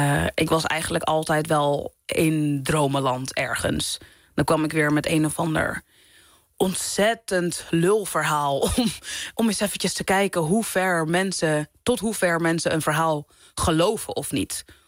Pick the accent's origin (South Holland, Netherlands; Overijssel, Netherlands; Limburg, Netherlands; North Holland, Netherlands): North Holland, Netherlands; Amsterdam; omdat ik uit de Bijlmer kom, dat ik daardoor echt een hele grote berg aan rijkdom heb die heel veel andere mensen niet hebben